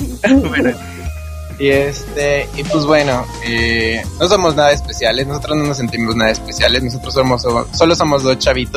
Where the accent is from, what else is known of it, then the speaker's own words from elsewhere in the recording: Toluca, State of Mexico, Mexico; Bueno, yo soy de aquí, de Toluca. Toda mi vida he residido aquí. La verdad es que es una ciudad muy chiquita, muy, muy, muy chiquita.